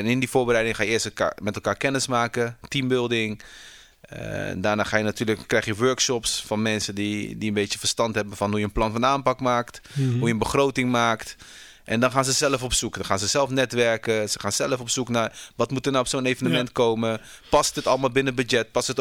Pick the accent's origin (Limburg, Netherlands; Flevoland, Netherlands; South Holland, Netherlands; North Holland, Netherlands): South Holland, Netherlands; Delft; Ik kom uit Delft, ja.